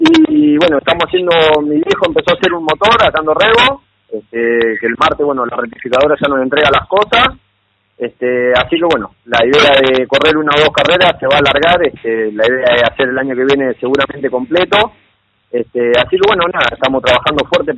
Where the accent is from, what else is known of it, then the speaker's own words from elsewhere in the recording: Coronel Dorrego, Buenos Aires Province, Argentina; De Coronel Dorrego.